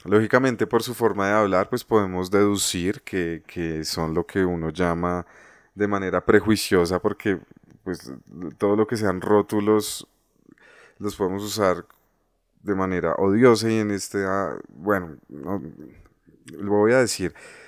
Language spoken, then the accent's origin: Spanish; Bogotá, Colombia; yo nací y me crié en el Tunal.